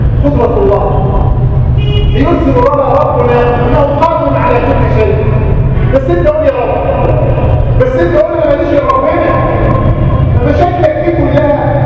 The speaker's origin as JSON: {"language": "Arabic", "country": "Egypt", "said": "واحفظ بلادنا مصر وسائر بلاد"}